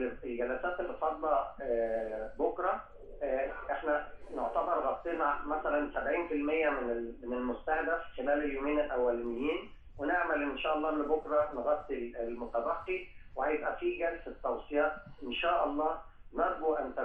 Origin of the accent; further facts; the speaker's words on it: Egypt; احنا تربينا، يمكن انا جيل اقدم شويه، تربينا على اننا في مصر بننتمي لمجموعه دوائر، الدائره العربيه والدائره الافريقيه والدائره الاسلاميه،